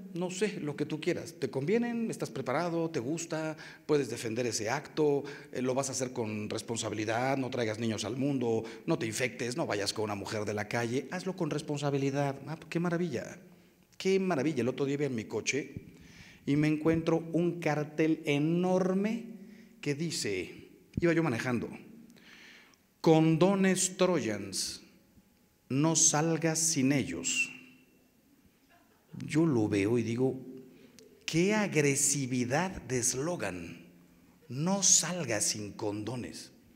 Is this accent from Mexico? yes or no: yes; Mexico; los que salimos ganando somos los mexicanos.